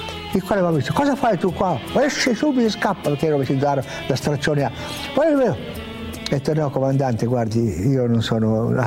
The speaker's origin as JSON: {"language": "Italian", "region": "Piedmont", "country": "Italy", "said": "E io forse, e poi da piemontese fesso, testardo, io ho detto no, io devo andare."}